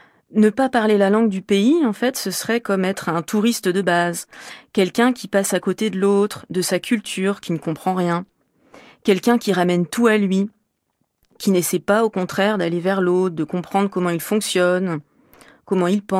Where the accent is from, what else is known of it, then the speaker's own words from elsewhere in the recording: Normandy, France; now in Paris, France; je suis originaire de Normandie, mais je travaille à Paris comme professeur de français langue étrangère.